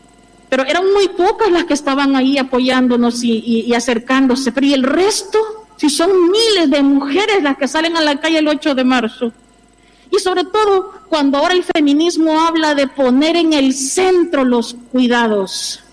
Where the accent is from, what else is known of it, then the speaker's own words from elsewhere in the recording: El Salvador; now in Spain; desde mi mirada latinoamericana, yo soy de El Salvador, yo he podido contemplar cuando vine aquí en el año 2009